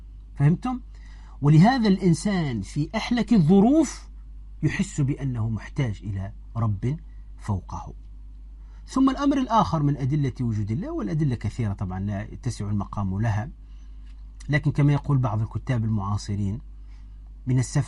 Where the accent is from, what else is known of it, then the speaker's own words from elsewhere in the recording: Tunisia; أحد الدعاة المعروفين عندنا في تونس